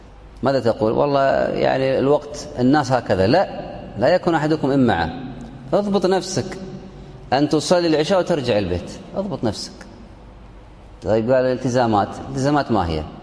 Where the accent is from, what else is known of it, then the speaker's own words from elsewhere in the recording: Kuwait; عندنا في الكويت صلاة الفجر